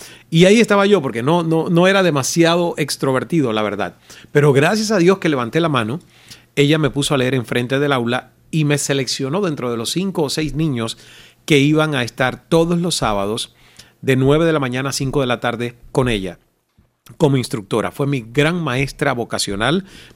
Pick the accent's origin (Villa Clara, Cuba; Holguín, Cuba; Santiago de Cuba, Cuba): Santiago de Cuba, Cuba; Santiago de Cuba, mi provincia natal.